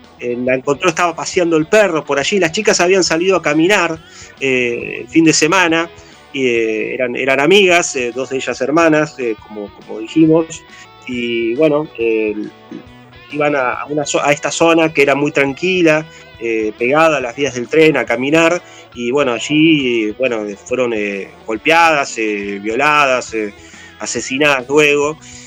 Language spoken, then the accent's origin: Spanish; Cipolletti, Río Negro, Argentina; yo soy oriundo de Chipoletti, yo vivía allí todavía.